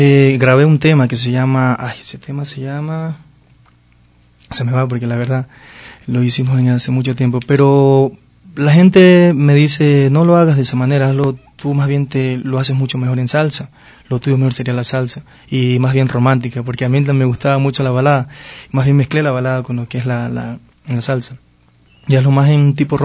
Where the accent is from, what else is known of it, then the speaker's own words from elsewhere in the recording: Esmeraldas, Ecuador; Ese lo hice ya en Esmeraldas, ya me trasladé a mi ciudad natal.